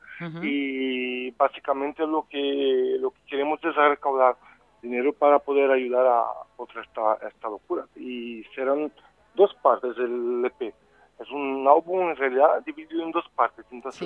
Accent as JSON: {"language": "Spanish", "country": "Brazil", "said": "de corazón soy mitad brasileño y mitad"}